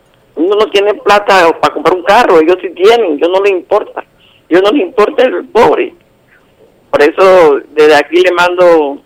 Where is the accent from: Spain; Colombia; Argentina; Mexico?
Colombia; Yo siempre le he dicho, como colombiana, me duele decir las cosas, porque es así.